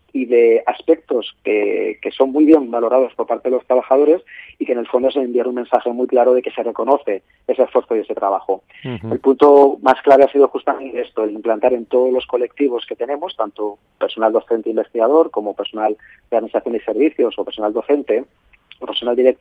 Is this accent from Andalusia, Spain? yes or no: no; Valencia, Valencian Community, Spain; yo soy de Valencia, estoy aquí en Valencia